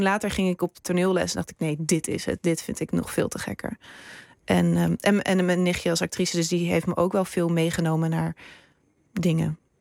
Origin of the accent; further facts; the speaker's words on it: Amsterdam, North Holland, Netherlands; ik ben opgegroeid in Amsterdam.